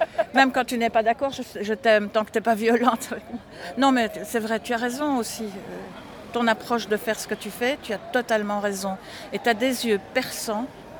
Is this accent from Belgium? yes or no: yes; Belœil, Wallonia, Belgium; parce qu'on vient de Belœil et lui de plus loin